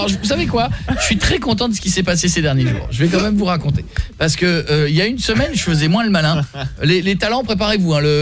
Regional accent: Marle, Hauts-de-France, France; Marle, c'est là où j'ai grandi.

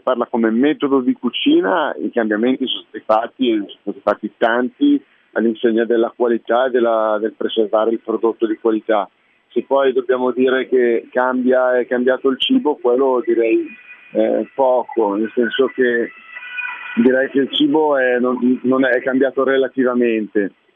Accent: Cornaredo, Lombardy, Italy; Perché io sono di Cornaredo, mi piace tornare un po'

